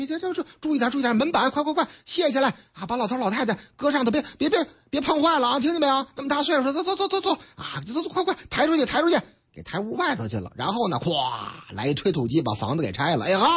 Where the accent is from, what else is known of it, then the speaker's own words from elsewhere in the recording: Northeast China, China; 这个得振兴咱老东北啊，是不是啊？俺老家呀。